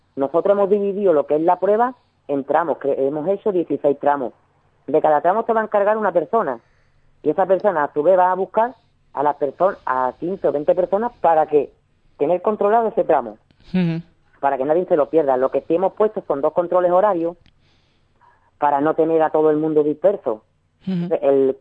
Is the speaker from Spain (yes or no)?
yes; Ubrique, Andalusia, Spain; aunque cada vez somos más gente de Ubrique, uh-huh, los que estamos ahí